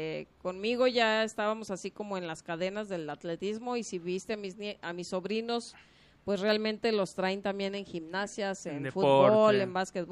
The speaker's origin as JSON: {"language": "Spanish", "town": "Tlaltenango", "country": "Mexico", "tie": "born or raised there", "said": "Vida de niños en un pueblo se trata de trabajar un poquito entre juego y trabajo, pero fue muy divertido."}